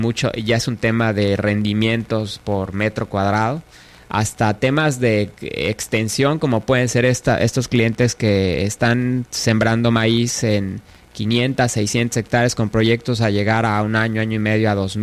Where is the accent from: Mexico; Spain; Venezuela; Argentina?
Mexico; Yucatán; uno de los problemas que tenemos como yucatecos? Es de que muchos somos demasiado conservadores